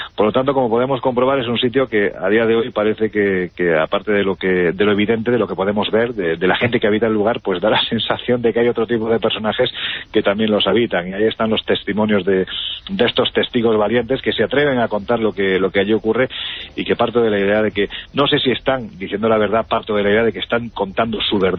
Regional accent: Jaén, Andalusia, Spain; en mi tierra

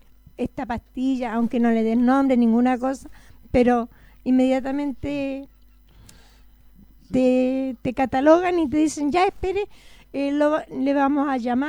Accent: Santiago, Santiago Metropolitan, Chile; La verdad, yo soy de Santiago

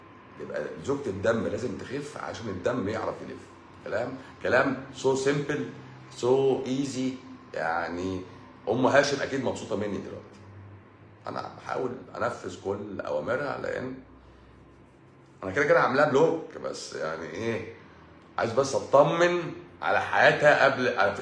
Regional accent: Egypt; بس احنا مصريين بقى حرف السين بيبقى تقيل، بقى تقيل على لساننا

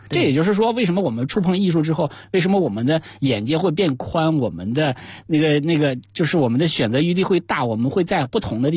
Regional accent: Northeast China, China; accent: Northeastern Mandarin; 用我们东北话讲

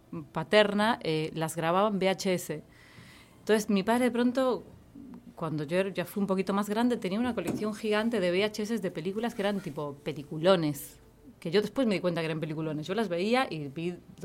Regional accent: Galicia, Spain; Yo crecí en un pueblo en Galicia, un pueblo muy chiquitito.

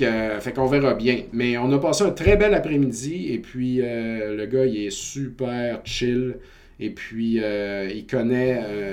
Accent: Saint-Joseph-de-Beauce, Quebec, Canada; moi, je viens de Saint-Joseph-de-Beauce, quartier Verdier.

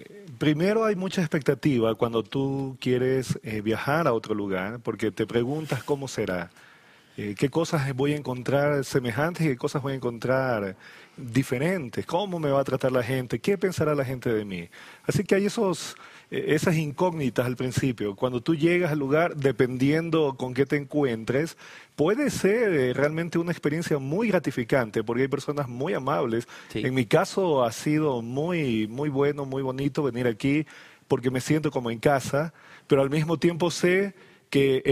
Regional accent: Ecuador; now in Bolivia; Aunque lo siento como el mío, pero no nací en esta tierra. Uh-huh. Yo vengo desde el Ecuador. Así que conozco Bolivia, muchos lugares y realmente me siento como en mi país, pero no soy de acá.

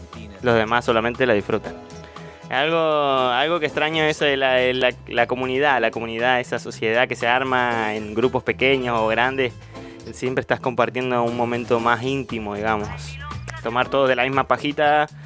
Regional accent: Mendoza, Argentina; Yo que soy yo soy de Mendoza, una provincia colindante con Chile.

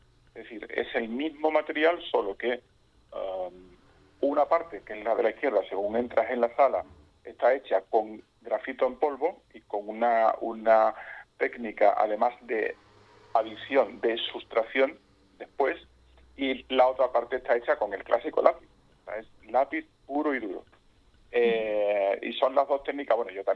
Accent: Extremadura, Spain; now in Cádiz, Spain; yo soy de Extremadura, como ya hemos dicho. Vivo en Cádiz, ciudad, en Cádiz capital, porque mi mujer es de Cádiz y mi hijo es de Cádiz, con lo cual yo también soy un poco de Cádiz desde hace como casi 20 años.

